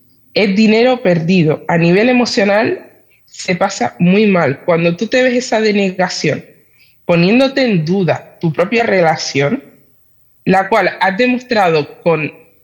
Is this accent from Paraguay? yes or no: no; Spain; Yo soy nacional española.